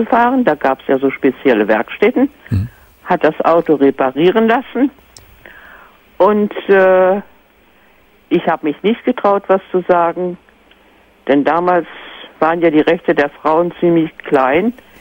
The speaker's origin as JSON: {"language": "German", "region": "Northern Germany", "country": "Germany", "said": "aber ich bin eine Norddeutsche und die Norddeutschen, die sind ja ein bisschen schwer mit dem Du."}